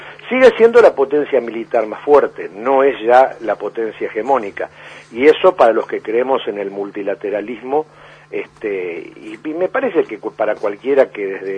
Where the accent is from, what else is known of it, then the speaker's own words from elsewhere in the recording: Argentina; nosotros como argentinos, ¿no es cierto?, tenemos como una especie de condición austral extrema